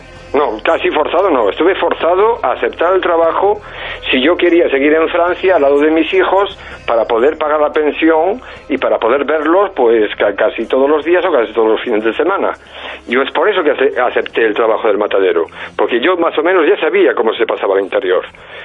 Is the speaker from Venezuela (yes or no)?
no; Galicia, Spain; yo soy gallego, yo he crecido en el campo, en una granja, aparte que en la época ya, pues era una de las, era la granja más grande de Galicia